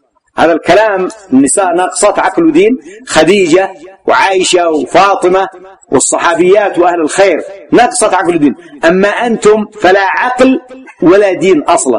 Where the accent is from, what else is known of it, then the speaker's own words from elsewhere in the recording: Yemen; عندنا في اليمن عيب، عيب ومصيبة أن تأتي تخطب المرأة من نفسها